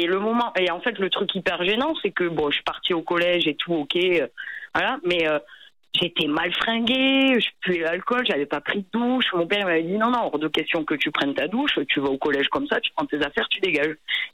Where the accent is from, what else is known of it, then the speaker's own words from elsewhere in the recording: Toulouse, Occitanie, France; Donc j'avais 13 ans et et en fait moi je viens de Toulouse